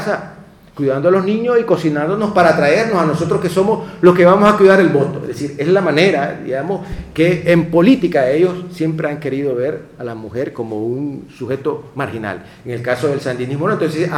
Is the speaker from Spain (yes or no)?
no; Nicaragua; En mi país, el sujeto económico más importante que está al frente de las cooperativas, de los emprendimientos, son precisamente las mujeres.